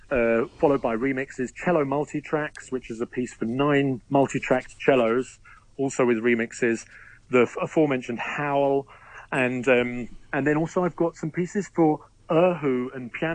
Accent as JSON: {"language": "English", "region": "London", "country": "United Kingdom", "tie": "born or raised there", "said": "And he moved to London, where I was born. So I grew up as a Londoner"}